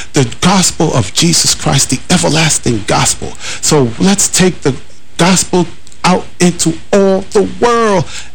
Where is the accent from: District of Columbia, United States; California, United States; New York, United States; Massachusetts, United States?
New York, United States; New York City; I was a young knucklehead on the streets of New York City. I grew up in Harlem, up in Washington Heights, upper west side of Manhattan.